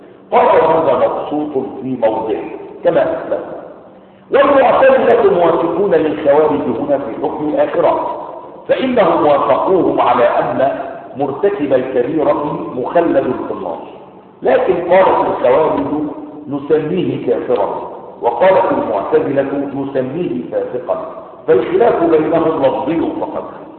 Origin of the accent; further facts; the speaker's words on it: Egypt; زي ما العوام عندنا في مصر يقولون